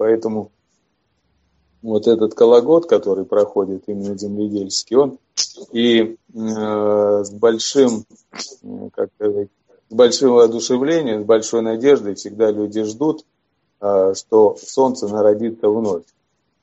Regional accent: Urals, Russia; Я родился на Урале и вырос.

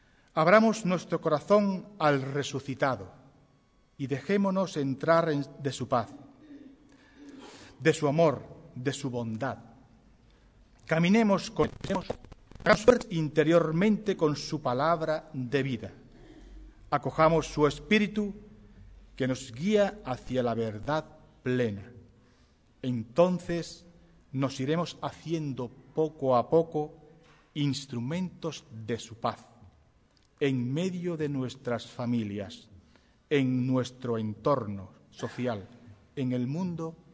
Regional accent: Ubrique, Andalusia, Spain; este humilde ubriqueño, penitente y cofradiero

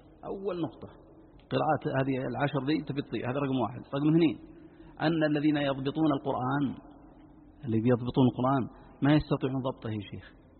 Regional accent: Najd, Saudi Arabia; عندنا في نجد القاف ينطقونها قاء

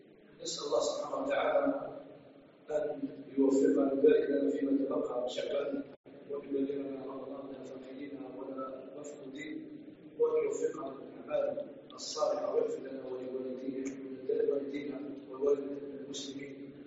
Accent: Algeria; عندنا في الجزائر

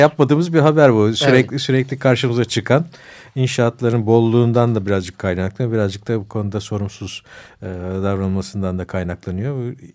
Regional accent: Kadıköy, Istanbul, Turkey; Bir Kadıköy'lü olarak evet yani İstanbul'un o bölgesinde

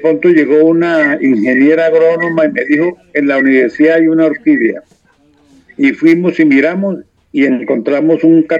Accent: Barrancabermeja, Santander, Colombia; yo me crié en Barranca Bermeja, que son 100 metros sobre el nivel del mar.

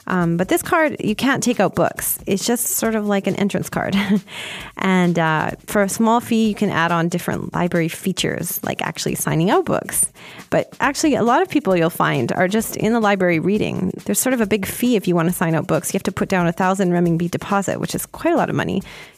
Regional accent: Canada; because I'm too Canadian.

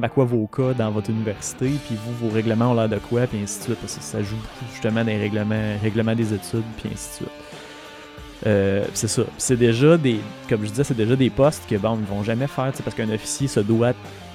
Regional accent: Quebec, Canada; je suis pas en train de dire qu'en tant que Québécois natif, on n'a pas à s'occuper de ça

